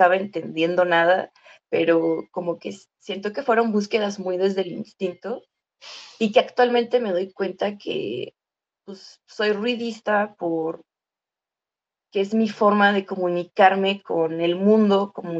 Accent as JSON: {"language": "Spanish", "town": "Nezahualcóyotl", "region": "State of Mexico", "country": "Mexico", "said": "soy de Nezahualcóyotl, que es como el China del Estado de México en México, es decir que hay un montón de personas en espacios muy pequeños, no hay árboles, es una de las grandes desgracias de Nezahualcóyotl, no hay vida natural"}